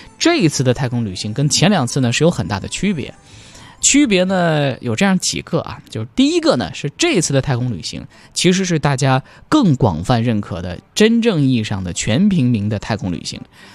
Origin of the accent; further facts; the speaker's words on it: Lanzhou, Gansu, China; 在我的老家甘肃兰州，当地呢盛产百合，所以呢，在我们当地也有很多以百合来制作的非常有名的美食。